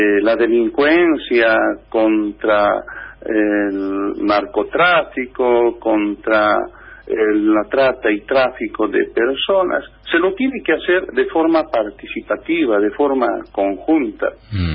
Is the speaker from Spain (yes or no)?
no; Bolivia; nosotros como bolivianos no estamos de acuerdo